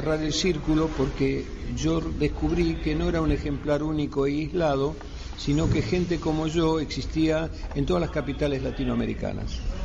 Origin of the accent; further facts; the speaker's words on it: Argentina; also born or lived in Mexico; now in United States; cómo es que yo llego a Estados Unidos en el año 64. Yo salí de la Argentina a México a principio del 64